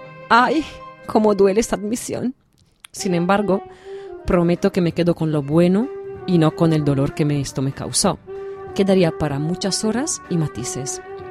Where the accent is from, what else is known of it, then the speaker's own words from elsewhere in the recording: Venice, Veneto, Italy; Spanish is a second language; En mi tierra, la hoguera veraniega no era la noche de San Juan, sino la del Redentore, la fiesta que celebra cada tercer fin de semana de julio en Venecia.